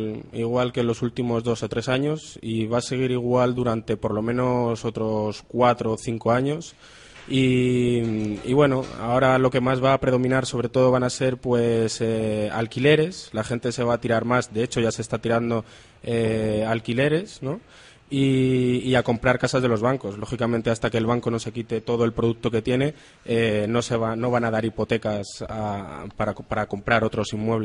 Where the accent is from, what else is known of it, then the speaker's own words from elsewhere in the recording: Madrid, Community of Madrid, Spain; moved away as an adult; Yo soy de Madrid, estudié allí la carrera. Y bueno, pues me vine para acá un poco apostando por el futuro